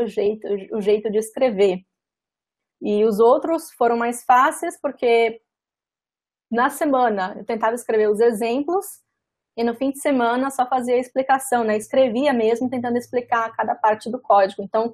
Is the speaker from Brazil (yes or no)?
yes; Espírito Santo, Brazil; now in São Paulo, Brazil; Para quem não sabe, eu sou capixaba, capixaba da Gema. Quando eu me mudei para São Paulo